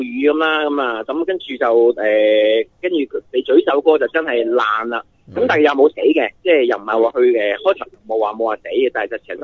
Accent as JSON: {"language": "Cantonese", "country": "China", "said": "好似我哋中国人嗰啲全盒咁嘅"}